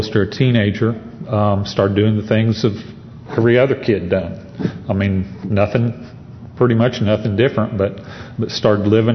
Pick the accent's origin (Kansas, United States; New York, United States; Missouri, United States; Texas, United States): Missouri, United States; Branson; I grew up in Branson, Missouri, and Branson, Missouri had a four-way stop when I grew up there, and that was it.